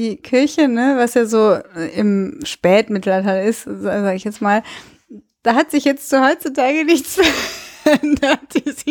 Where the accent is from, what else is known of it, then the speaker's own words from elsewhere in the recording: Cologne, North Rhine-Westphalia, Germany; also ich bin in Köln groß geworden